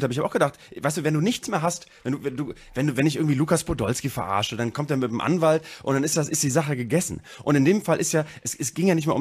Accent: North Germany, Germany; accent: North German; Ich finde, mit unserem norddeutschen Dialekt ist

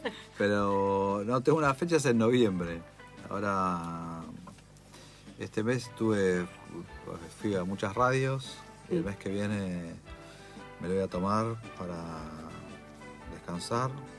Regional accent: Monte Grande, Buenos Aires Province, Argentina; yo soy de Monte Grande, y Monte Grande tiene un ícono que es como un ovni en la plaza, que en realidad es un tanque de agua de hormigón gigante, medio setentoso

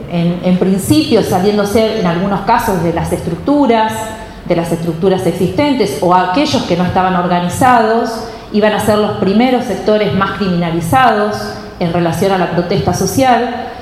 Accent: La Plata, Buenos Aires Province, Argentina; somos de La Plata.

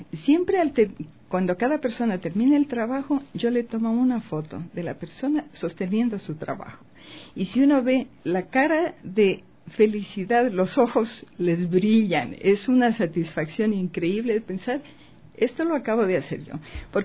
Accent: Ecuador; moved away; yo tuve que salir del Ecuador y recuerdo, estando en el avión

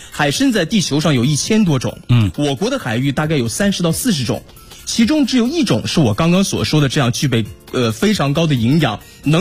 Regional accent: Dalian, Liaoning, China; 实际上作为我家乡来说，如果您去过大连的话，你问问地道大连人都会告诉你，大家会吃干参。

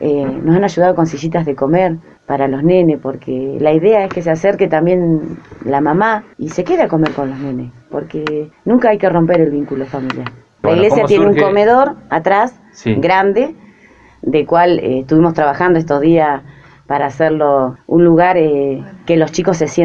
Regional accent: Azul, Buenos Aires Province, Argentina; yo soy de Azul, pero mi esposo es de La Prida. Mis hijos son lapridenses

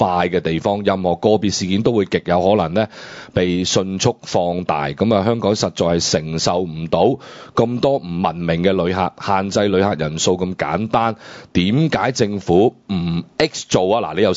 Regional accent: China; 咁如果我哋中國人成日咁在意我人哋點樣睇我哋嘅時候

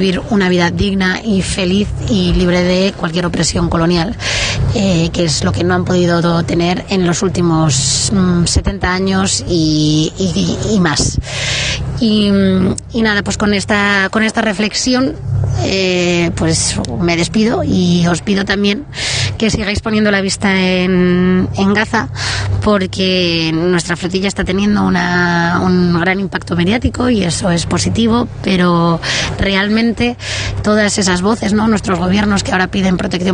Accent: Madrid, Community of Madrid, Spain; now in Mallorca, Spain; soy madrileña, ahora mismo viviendo en Mallorca

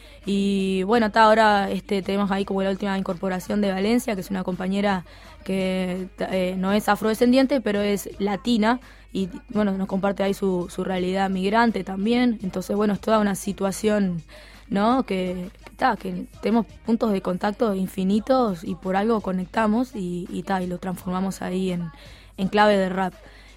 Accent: Toledo, Canelones, Uruguay; Yo soy de Toledo, soy del interior.

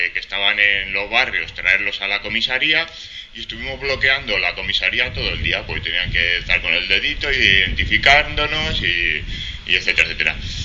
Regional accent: Madrid, Community of Madrid, Spain; yo vengo de Madrid y allí la represión sobre todo está actuando de forma de multas

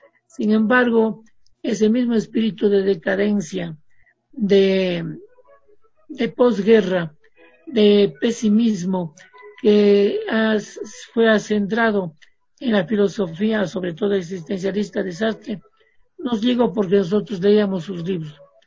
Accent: Cuenca, Azuay, Ecuador; Yo me eduqué en Cuenca, soy cuencano, estudié en la Universidad de Cuenca dos carreras a la vez

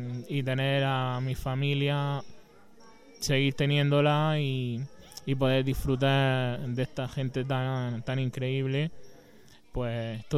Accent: Cartagena, Region of Murcia, Spain; now in Almería, Spain; Pues yo tuve que venirme de Cartagena, de Murcia. Tuve que venirme aquí a Almería porque no encontraba nada

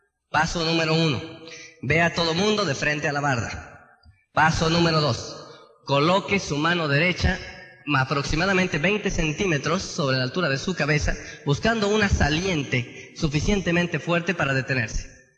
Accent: Tenancingo, State of Mexico, Mexico; allá de donde yo soy, de Tenancingo

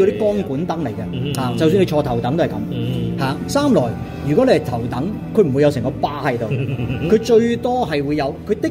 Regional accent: Hong Kong; 好似我哋香港人講嘅話嚇，

